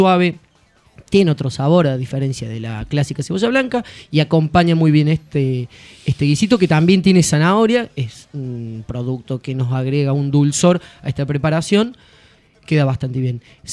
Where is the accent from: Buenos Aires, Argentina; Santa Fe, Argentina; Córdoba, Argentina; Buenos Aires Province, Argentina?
Córdoba, Argentina; De Córdoba, papá.